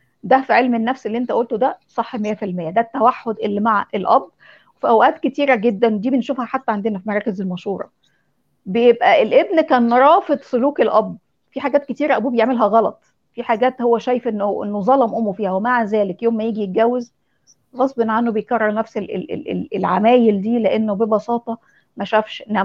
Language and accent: Arabic; Egypt; ده هو ده الواقع بتاع مجتمعنا المصري اصلا